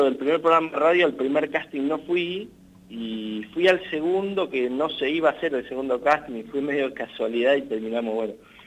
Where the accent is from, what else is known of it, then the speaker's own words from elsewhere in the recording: Macachín, La Pampa, Argentina; now in Santa Rosa, Argentina; Yo soy de Macachín, uh-huh. Sí, estoy viviendo hace unos 8 años ya acá en Santa Rosa. Uh-huh. Vine para estudiar